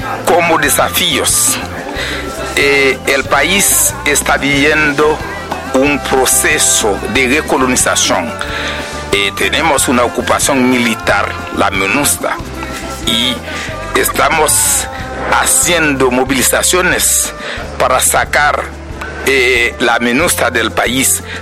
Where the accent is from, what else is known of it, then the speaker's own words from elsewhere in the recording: Haiti; vengo de Haití, del Movimiento Campesino de Papay, MPP.